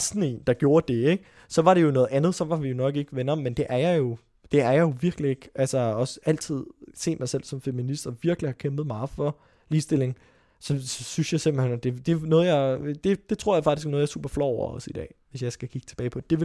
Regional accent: Frederiksberg, Capital Region, Denmark; Jeg voksede op i Frederiksberg med min familie og masser af skoleskift.

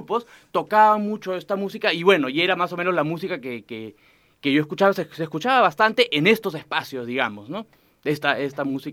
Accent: Lima, Peru; now in Santiago, Chile; Sí, siempre he vivido en Lima. La primera vez que he salido por tiempo largo, digamos, ha sido acá a Santiago, ¿no?

